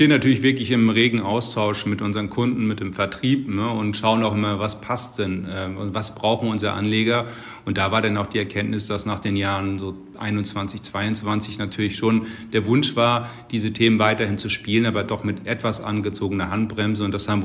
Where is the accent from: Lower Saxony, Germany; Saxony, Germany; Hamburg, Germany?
Hamburg, Germany; der erste FC Köln ist jetzt auch durchaus sehr volatil und der HSV aus meiner Heimat auch.